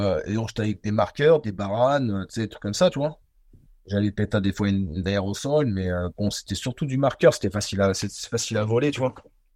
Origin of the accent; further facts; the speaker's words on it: Nanterre, Île-de-France, France; on a été sur la ligne A, en fait, chez moi, à Nanterre